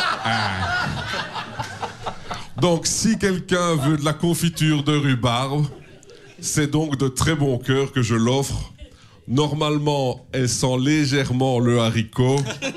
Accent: Belgium; Chez nous, en Belgique, à la place, on a la rhubarbe qui peut atteindre jusqu'à 1 mètre de hauteur.

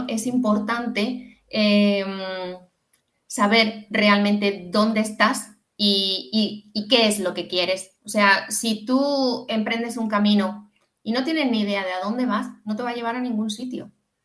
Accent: Andalusia, Spain; como se dice en mi tierra, en Andalucía, en el 15.

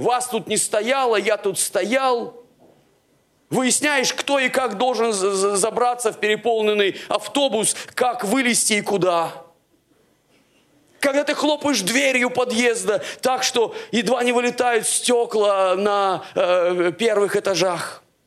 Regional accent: Siberia, Russia; Ну, я, вы простите, сибиряк, поэтому про яблоки, вишни и прочее говорить не могу.

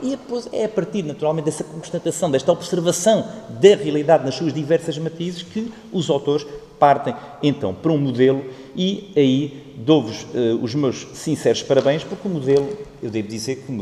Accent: Guarda, Centro, Portugal; eu sou da Guarda

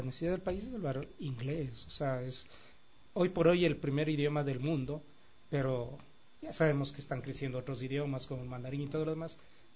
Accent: Ecuador; nosotros como ecuatorianos nos estamos trayendo un producto

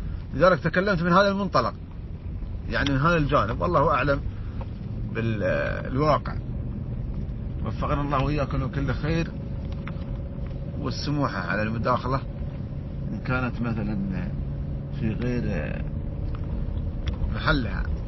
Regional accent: United Arab Emirates; كذلك عندنا في الإمارات موجودين بعض التجار

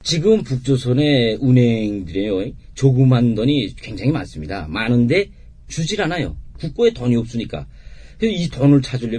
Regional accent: North Korea; now in South Korea; 저는 2004년에 탈북했고

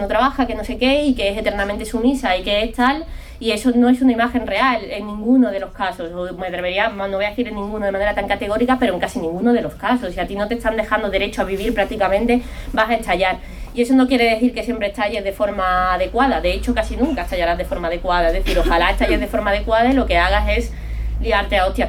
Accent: Cádiz, Andalusia, Spain; now in Madrid, Spain; Yo vengo de Cádiz, en Cádiz no hay metro, es una ciudad chiquitísima, pero muy muy pequeña, además mucho más pequeña que Vallecas.

